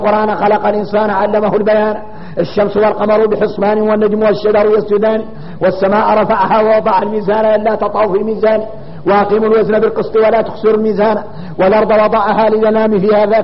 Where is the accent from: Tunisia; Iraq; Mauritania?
Mauritania; احنا موريتاني واحنا موريتاني غريبين